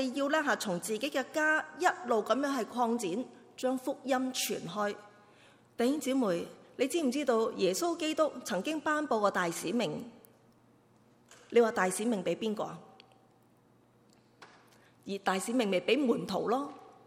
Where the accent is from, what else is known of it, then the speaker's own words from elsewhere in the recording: China; 我们中国人呢，个字真的写得好